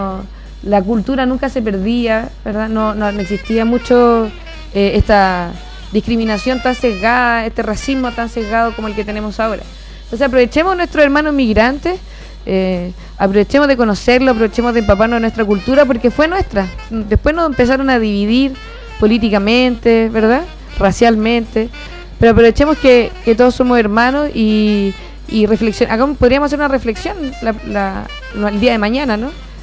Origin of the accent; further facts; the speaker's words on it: Chile; Nosotros como chilenos y chilenas también sabemos, y como gente que habita este territorio, lo que significa lidiar constantemente con catástrofes naturales